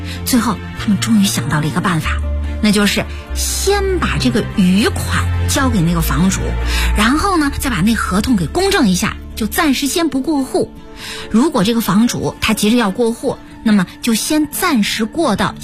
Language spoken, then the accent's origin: Chinese; Shandong, China; 我是胶东那边的人，